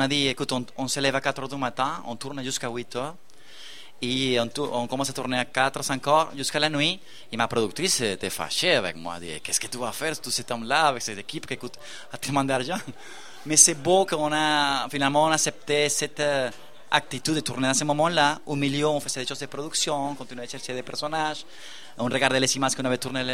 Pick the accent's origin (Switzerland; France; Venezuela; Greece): Venezuela; moved away as an adult; now in Montréal, Canada; je suis un latino-américain, je viens du Venezuela, qui habite depuis 18 ans à Montréal, au premier monde, et qui revient là-bas.